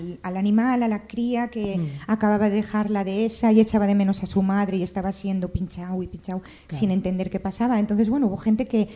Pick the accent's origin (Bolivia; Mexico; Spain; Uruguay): Spain; Las Palmas de Gran Canaria, Canary Islands; born there; now in Gijón, Spain; y soy natural de Las Palmas de Gran Canaria, cría en La Viana y residente en Gijón.